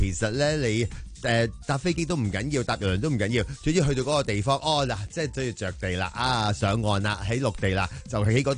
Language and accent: Cantonese; Hong Kong